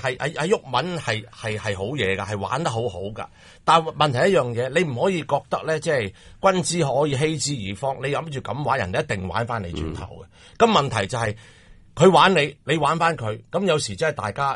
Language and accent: Cantonese; China; 作为中国人咧，我就有一个好大嘅反感